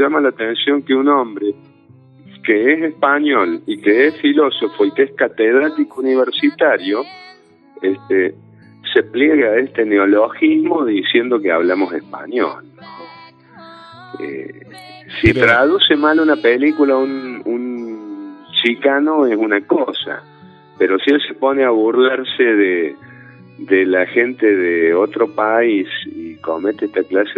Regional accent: Argentina; los argentinos no somos excluyentemente italianos

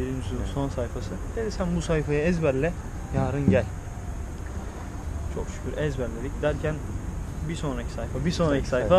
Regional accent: Iznik, Bursa, Turkey; Bursa İznikliyim.

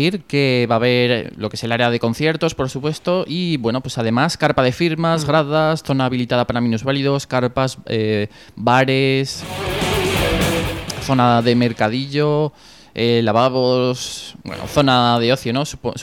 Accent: Zaragoza, Aragon, Spain; Sí, nosotros como somos de Zaragoza, pues quizás no.

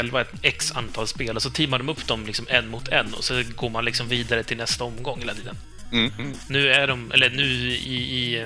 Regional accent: Sweden; Ja, okej, men du säger Maggot, för jag kommer från Sverige.

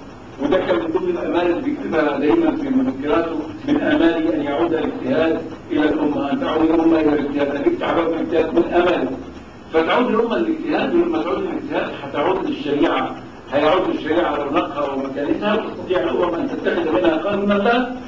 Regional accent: Egypt; وكان في عندنا في مصر بعد كده سنتين

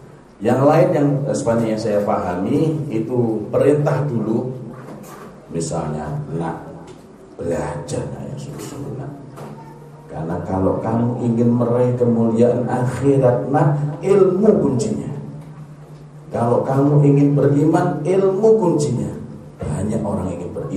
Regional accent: Jombang, East Java, Indonesia; Saya dari Jombang ya, tahu Jombang ya, banyak orang antik dari sana.

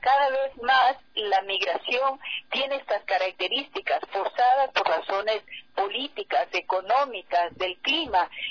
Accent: Ecuador; nosotros sabemos, como ecuatorianos y ecuatorianas

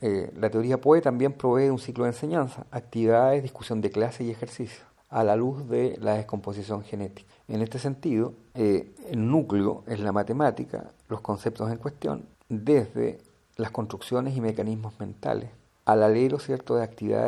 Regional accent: Lota, Biobío, Chile; algunas imágenes de mi ciudad natal, Lota, octava región Chile

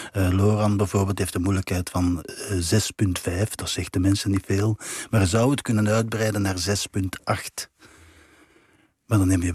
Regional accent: Belgium; Ik ben een Belg natuurlijk, maar ik ben een turn-Nederlander in hart en nieren.

